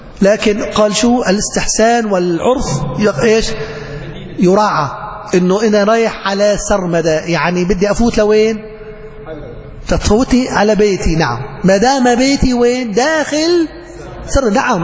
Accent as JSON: {"language": "Arabic", "town": "Aleppo", "region": "Aleppo Governorate", "country": "Syria", "said": "في النيرب عندنا بحلب النيرب"}